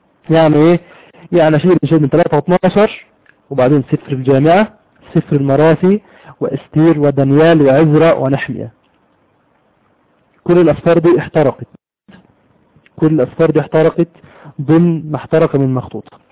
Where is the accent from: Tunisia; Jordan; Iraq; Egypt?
Egypt; عندنا في مصر كتب مجموعة من الناس